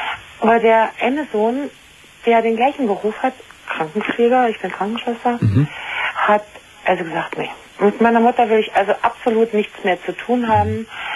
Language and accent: German; East Germany, Germany; moved away as an adult; now in Bavaria, Germany; Das heißt, also ich bin aus der ehemaligen ICDR nach Bayern gezogen.